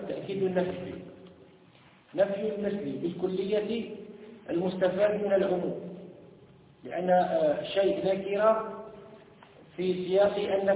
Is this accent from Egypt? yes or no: no; Tunisia; في بلادنا تونس